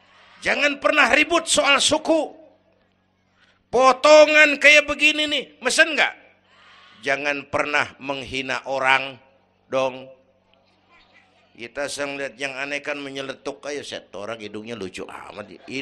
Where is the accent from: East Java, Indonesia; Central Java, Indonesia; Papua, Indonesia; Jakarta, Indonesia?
Jakarta, Indonesia; Kebayoran; born there; Bahwa saya lahir di Kebayoran, itu mah kebetulan.